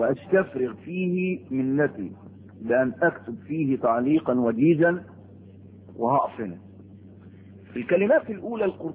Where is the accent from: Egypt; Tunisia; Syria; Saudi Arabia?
Egypt; بلد عندكم في مصر، في بلدنا مصر مشهورة ومعروفة